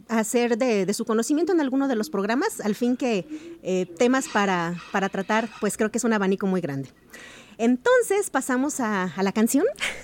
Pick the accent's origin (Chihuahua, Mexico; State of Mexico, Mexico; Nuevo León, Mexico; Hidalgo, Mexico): Chihuahua, Mexico; now in Guadalajara, Mexico; Yo soy chihuahuense, con mucho orgullo, una tierra muy bonita, pero estoy tan enamorada de Guadalajara que yo ya soy tapatía por adopción hecha y derecha.